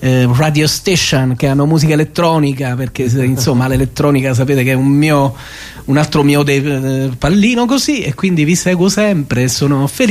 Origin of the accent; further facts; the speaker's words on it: Campania, Italy; io sono vesuviano, nato sotto al Vesuvio